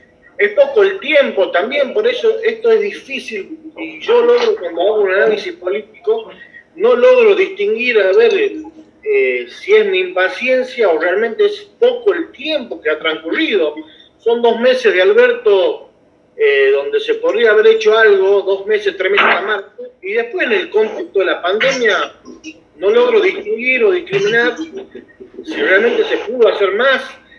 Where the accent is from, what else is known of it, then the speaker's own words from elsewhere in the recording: Jujuy, Argentina; mucho más nos quejamos los que somos del interior, donde muchos de los que somos de Libertador y San Pedro de Jujuy no hemos recibido